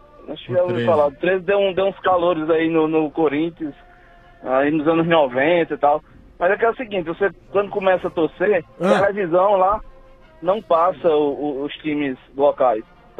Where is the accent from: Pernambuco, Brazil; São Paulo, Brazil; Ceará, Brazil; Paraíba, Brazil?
Paraíba, Brazil; Vizinho assim de estado, ele é pernambucano, eu sou paraibano.